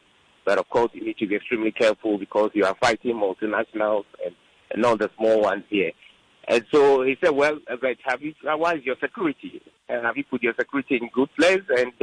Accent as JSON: {"language": "English", "country": "Ghana", "said": "as a Ghanaian, you know, the thinking that, you know, we voted into power, you have to give us a chance to do what is right."}